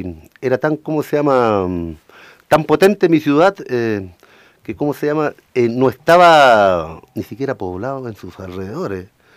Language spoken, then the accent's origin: Spanish; Arica, Arica y Parinacota, Chile; born there; moved away as an adult; now in San Bernardo, Chile; así como lo dice mi amigo. Nací en Arica, pero a San Bernardo lo llevo en el corazón, amigo.